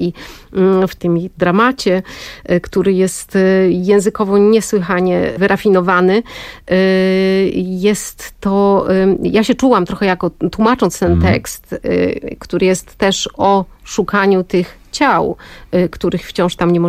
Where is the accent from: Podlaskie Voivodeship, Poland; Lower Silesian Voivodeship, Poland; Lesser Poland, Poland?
Lower Silesian Voivodeship, Poland; wychowałam się w Kotlinie Kłodzkiej. Moi rodzice przyjechali faktycznie z Krakowa, poznali się na Akademii Medycznej w Krakowie podczas studiów i szukając pracy wylądowali w Kłodzkim